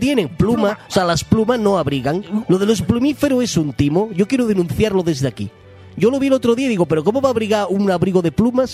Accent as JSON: {"language": "Spanish", "country": "Spain", "said": "Porque yo soy una persona, un español lozano, que se viste por los pies"}